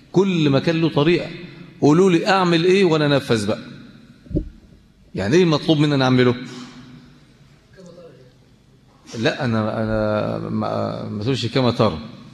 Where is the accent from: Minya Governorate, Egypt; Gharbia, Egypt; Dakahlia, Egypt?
Dakahlia, Egypt; Mansoura; عشان احنا عندنا في المنصوره ونواحي بتاعتنا ديت عندنا نظام تاني